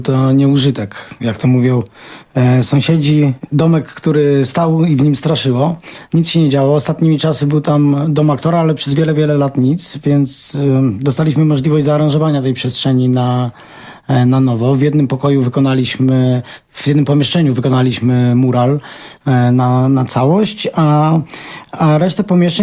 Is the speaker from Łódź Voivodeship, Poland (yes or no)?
no; Rzeszów, Subcarpathian Voivodeship, Poland; Urodziliśmy się w Rzeszowie, mieszkamy w Rzeszowie